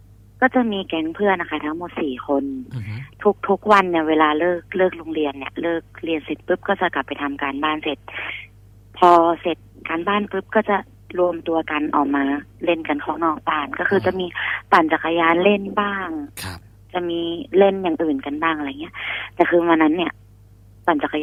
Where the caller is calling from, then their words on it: Nong Khaem, Bangkok, Thailand; ตอนนี้อยู่หนองแขมค่ะ